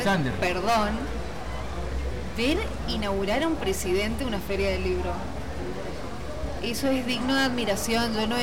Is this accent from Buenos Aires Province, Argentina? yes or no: no; Corrientes, Argentina; vengo del norte. La gente a veces asimila, bueno, una es argentino de Buenos Aires. No, vengo de una provincia de Corrientes, que está al norte de la Argentina.